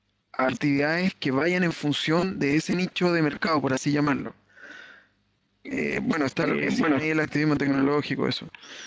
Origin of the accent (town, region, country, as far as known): Viña del Mar, Valparaíso, Chile